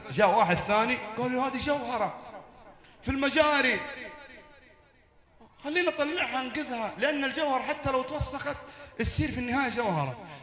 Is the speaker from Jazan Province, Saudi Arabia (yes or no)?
no; Jeddah, Makkah Province, Saudi Arabia; قبل تقريبا سنتين كان عندنا في جدة لقاء مثل هذا اللقاء